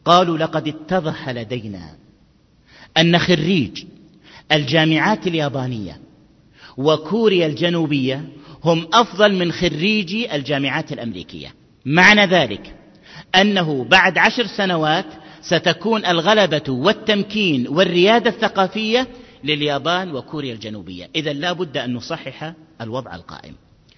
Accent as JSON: {"language": "Arabic", "country": "Egypt", "said": "ماذا عن كتب الترجمة عندنا في مصر أيها الأحبة؟"}